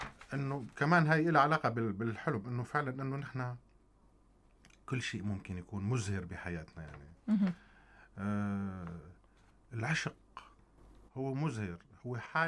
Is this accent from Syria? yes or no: yes; Syria; طبعا رسالتي انا كفنان سوري